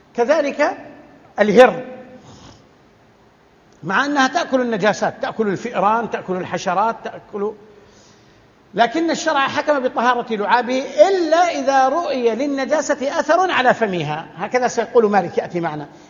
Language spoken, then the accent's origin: Arabic; Saudi Arabia; عندنا في السعودية يأتون بالسمن الأصلي يطبخونه